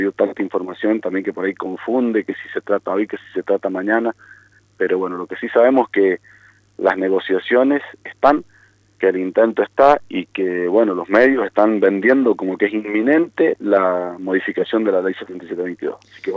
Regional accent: San Carlos, Mendoza, Argentina; Yo no creo que mi pueblo, yo soy de San Carlos, ¿no?

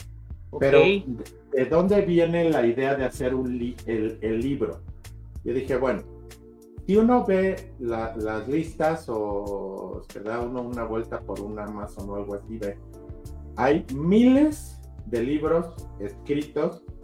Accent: Mexico; nosotros, como mexicanos y latinoamericanos, tuvo un impacto cultural la saga en México

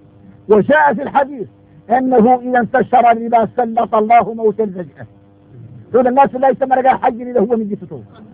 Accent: Mauritania; احنا موريتاني يريد نتدايقنا مع الصحراء خوتنا في الله

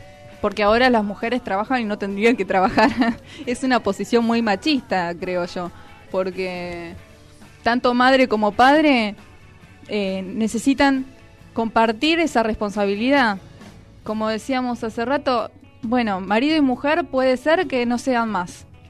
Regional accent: Pilar, Buenos Aires Province, Argentina; Yo soy de Pilar y tengo alumnos

